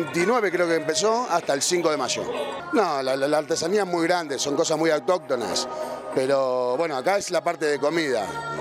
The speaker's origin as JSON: {"language": "Spanish", "region": "Buenos Aires", "country": "Argentina", "said": "venimos de Argentina, de Buenos Aires"}